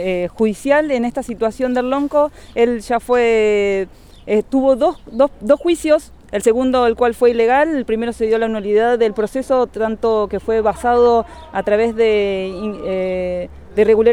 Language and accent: Spanish; Chubut, Argentina; de Pulofón Residencia, Departamento Cusamen.